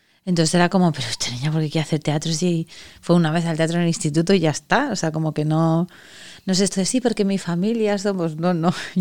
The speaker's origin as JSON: {"language": "Spanish", "town": "Andorra", "region": "Aragon", "country": "Spain", "said": "soy de un pueblo de Teruel y soy de Andorra, y entonces bueno, en mi pueblo no hay universidad, y con 18, 19 años me fui a estudiar a Zaragoza"}